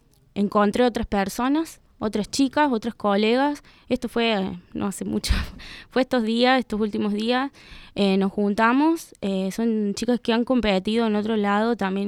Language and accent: Spanish; Córdoba, Argentina; also born or lived in La Rioja; yo me fui acá de La Rioja, hace unos años me volví a Córdoba.